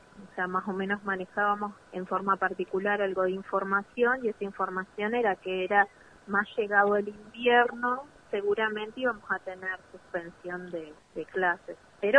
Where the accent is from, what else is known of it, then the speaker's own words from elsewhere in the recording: Chos Malal, Neuquén, Argentina; soy de Chosmalal.